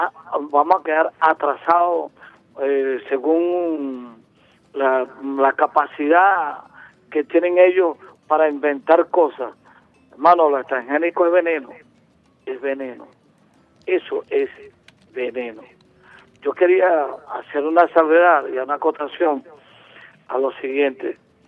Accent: Venezuela; aquí en Venezuela, en mi país

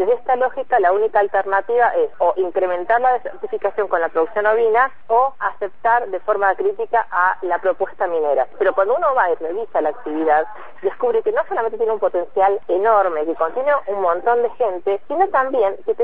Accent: Bariloche, Río Negro, Argentina; yo soy de Bariloche

